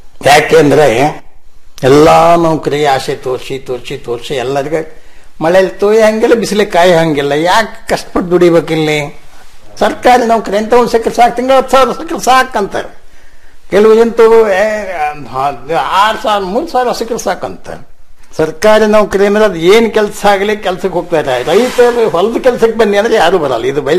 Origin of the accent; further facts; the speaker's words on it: Hosakote, Karnataka, India; ಅಲ್ಲೇ ಹೊಸಕೋಟೆ ಅಂತ ನಮ್ಮ ಊರು. ಆ ಊರ್ ಮುಳುಗಡೆ ಆದ್ಮೇಲೆ ನಮ್ಮ ತಂದೆ 4 ಕಡೆ ಆಸ್ತಿ ಮಾಡಿದ್ರು.